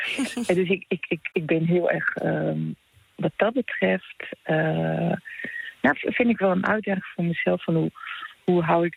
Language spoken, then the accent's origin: Dutch; Netherlands; now in Italy; Nou ja, ik ben en blijf de Hollandese. En dat is ook goed, want dat ben ik ook. Ik doe volop mee, maar ben en blijf wel Nederlandse.